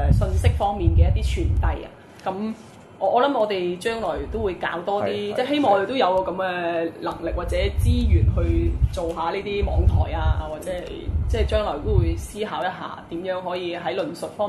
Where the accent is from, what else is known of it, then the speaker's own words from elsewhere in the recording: Macau; 知道邊一啲嘅人真係為我哋澳門人